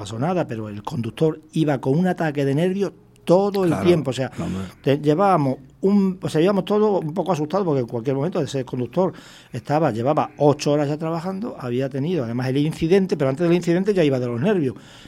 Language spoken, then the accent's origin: Spanish; Canary Islands, Spain; somos españoles y canarios